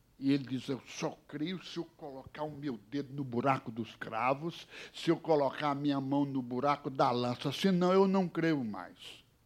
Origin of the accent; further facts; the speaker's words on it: Ceará, Brazil; born there; moved away; Eu nasci no Ceará, mas saí de lá e não voltei mais, porque também não deu mais tempo aí para voltar para o Ceará.